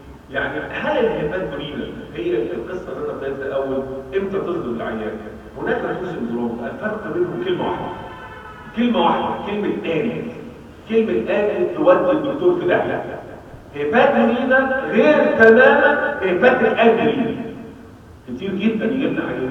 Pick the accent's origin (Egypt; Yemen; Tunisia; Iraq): Egypt; البساتين عندنا في مصر هي الحته اللي بيدفنوا بيها الناس